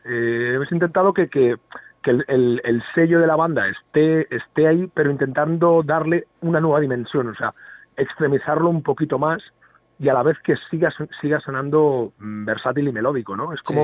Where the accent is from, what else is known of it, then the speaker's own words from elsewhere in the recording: Tarragona, Catalonia, Spain; Claro, porque vivimos en diferentes ciudades. Claro, yo soy de Tarragona y la banda es de Castellón.